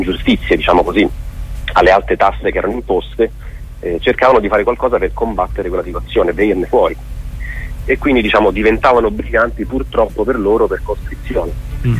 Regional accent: Rome, Lazio, Italy; mio nonno era lucano, io sono da Roma, sono romano, però mio nonno era lucano

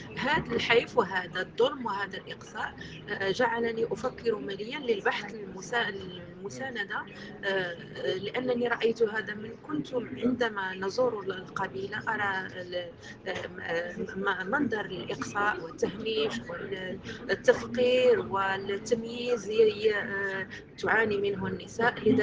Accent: Morocco; أنا من المغرب،

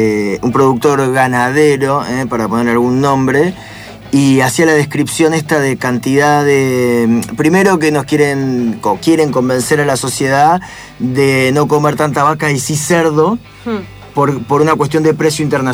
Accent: Concepción del Uruguay, Entre Ríos, Argentina; Y yo que soy de Concepción del Uruguay, ahí también de Entre Ríos

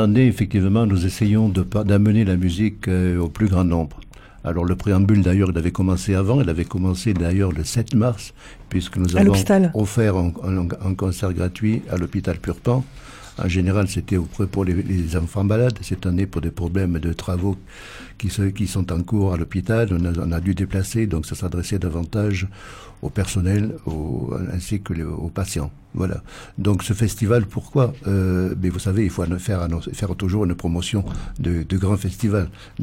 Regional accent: Occitanie, France; Je ne suis pas originaire de Saint-Gaudens, je suis originaire du Lauragais.

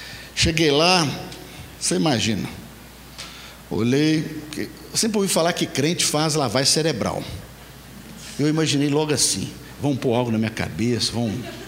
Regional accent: Nanuque, Minas Gerais, Brazil; now in Belo Horizonte, Brazil; a Grande Nanuque, não sei quem ouvi falar, fica ali no Nordeste Mineiro, né? E viemos lá da Grande Nanuque e viemos para Belo Horizonte em 2001 e fomos morar 2 quarteirões da Igreja Batista Central no Santo Antônio.

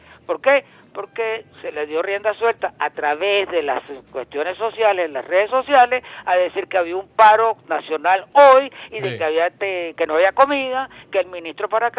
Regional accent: Caracas, Capital District, Venezuela; yo no soy antillano, yo soy caraqueño en sí, yo soy metropolitano en un sentido

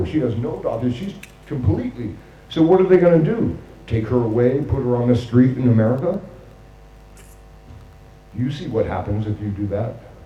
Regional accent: United States; now in Amsterdam, Netherlands; For me, as an American, there's not too many Americans that are illegal refugees, right?

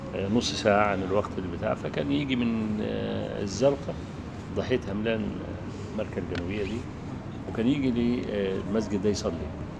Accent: Egypt; كان عندنا في مصر يعني

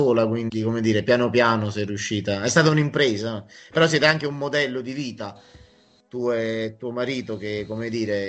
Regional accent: Campania, Italy; anche in provincia di Avellino, dove io sono, da cui io provengo, dall'Irpinia

